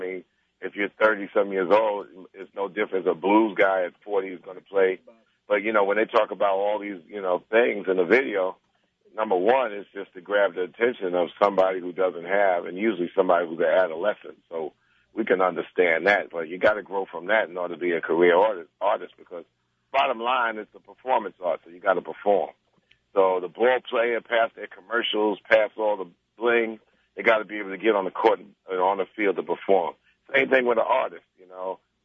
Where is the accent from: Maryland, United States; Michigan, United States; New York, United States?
New York, United States; Roosevelt; We come from Roosevelt, Long Island, from two vastly different paths.